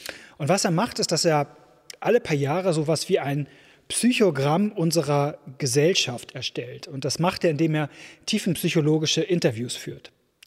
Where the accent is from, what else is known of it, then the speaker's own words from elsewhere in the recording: Hamburg, Germany; ist so eine Gewissheit, die mir als Hamburger leider in den letzten Jahren abhanden gekommen ist